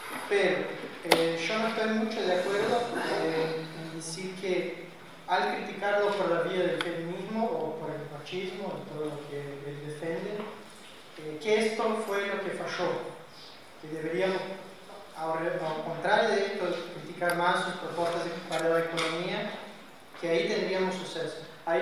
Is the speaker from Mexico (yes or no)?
no; Ponta Grossa, Paraná, Brazil; Spanish is a second language; now in La Plata, Argentina; soy becario de CAPES, y hago el doctorado acá, en geografía, en La Plata. Soy de Ponta Grossa, sur.